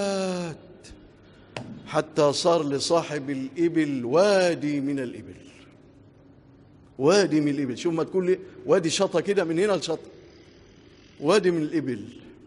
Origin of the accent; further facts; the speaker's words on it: Egypt; اللهم اجعل بلادنا مصر آمنة مطمئنة